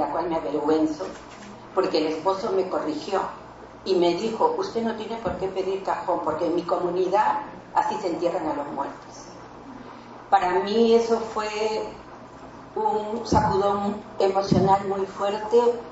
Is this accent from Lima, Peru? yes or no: yes; Barranca, Lima, Peru; Yo era juez de paz no letrada en el distrito de Barranca, de donde soy